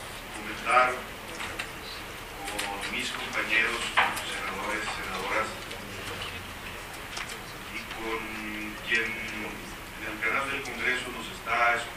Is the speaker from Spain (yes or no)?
no; Durango, Mexico; específicamente la de mi tierra, la de Durango.